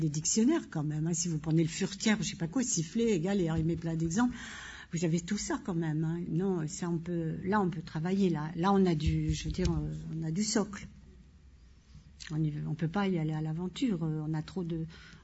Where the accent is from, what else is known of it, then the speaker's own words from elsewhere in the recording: Île-de-France, France; accent: Parisian; comme moi j'ai l'accent parisien.